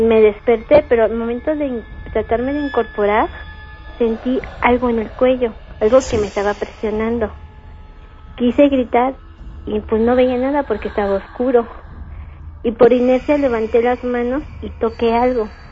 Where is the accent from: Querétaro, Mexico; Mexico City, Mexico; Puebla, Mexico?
Querétaro, Mexico; San Juan del Río; Vengo de San Juan del Río